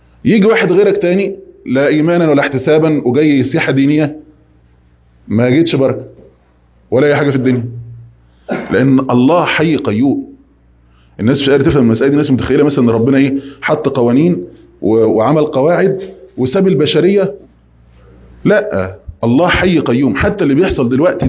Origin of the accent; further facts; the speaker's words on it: Egypt; يعني لو احنا مثلا كمصريين قبل ما يجي